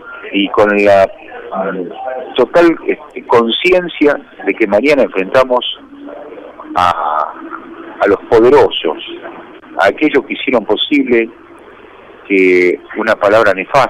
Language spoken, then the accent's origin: Spanish; Argentina; A mí me da vergüenza, como argentino